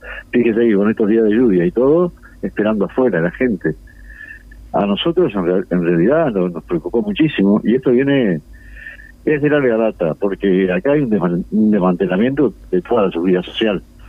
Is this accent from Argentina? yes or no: no; Montevideo, Uruguay; No olvido nunca, yo soy de Montevideo, trabajé en los pagos durante 28 años.